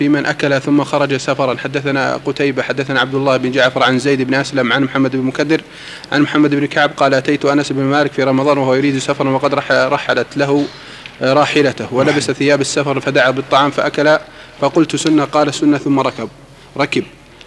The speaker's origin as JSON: {"language": "Arabic", "country": "Egypt"}